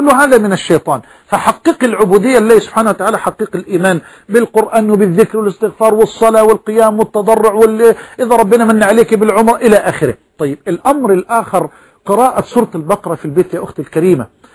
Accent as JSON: {"language": "Arabic", "country": "Egypt", "said": "أن يجعل بلدنا مصر واحة للأمن والأمان"}